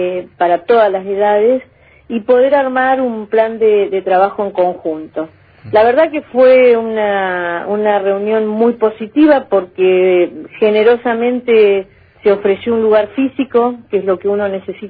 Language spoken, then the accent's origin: Spanish; Río Negro, Argentina; si bien no soy de Viedma, soy del Valle